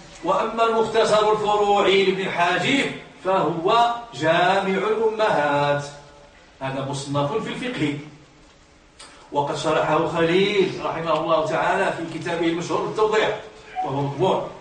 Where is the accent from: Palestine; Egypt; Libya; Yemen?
Libya; لمدن كثيرة كاين في المغرب وعندنا في ليبيا